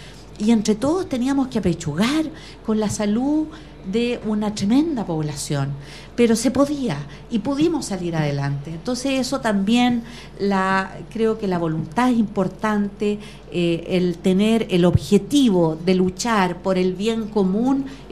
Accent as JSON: {"language": "Spanish", "town": "Osorno", "region": "Los Lagos", "country": "Chile", "tie": "born there", "lives_now": "Puente Alto, Chile", "said": "yo soy nací en el sur, en Osorno, en 1953. En realidad, soy de una familia que viene de más al sur aún. Mi padre era chilote, pero somos como los chilotes y sureños migrantes"}